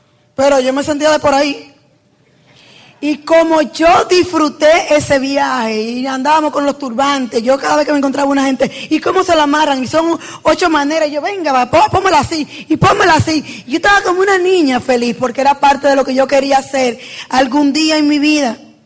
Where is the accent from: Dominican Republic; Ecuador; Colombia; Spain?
Dominican Republic; San Francisco de Macorís, Duarte; Acuérdate que yo soy de San Francisco de Macorís. Y nunca yo iba a tener estas oportunidades.